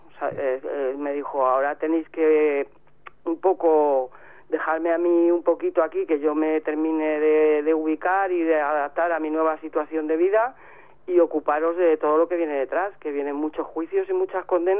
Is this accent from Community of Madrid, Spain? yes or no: yes; Madrid, Community of Madrid, Spain; porque yo soy de Vallecas, y que somos muy resistentes